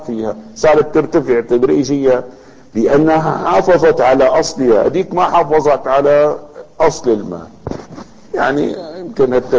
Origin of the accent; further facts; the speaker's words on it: Damascus, Damascus Governorate, Syria; كانت الليرة الفضة الموجودة عندنا في دمشق